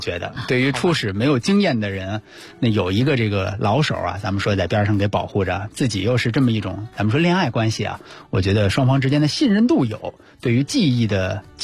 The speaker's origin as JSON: {"language": "Chinese", "region": "Beijing", "country": "China", "said": "咱们北京人自己自称啊，就北京大妞啊"}